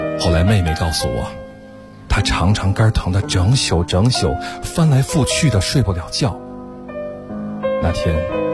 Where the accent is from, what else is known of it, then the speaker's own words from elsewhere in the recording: Beijing, China; 我来自北京。